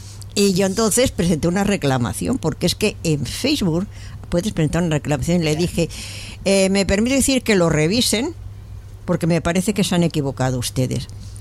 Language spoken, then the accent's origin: Spanish; Barcelona, Catalonia, Spain; born there; now in Madrid, Spain; Yo también soy carabanchelera de adopción. Es más, yo he nacido en Barcelona y estuve ahí.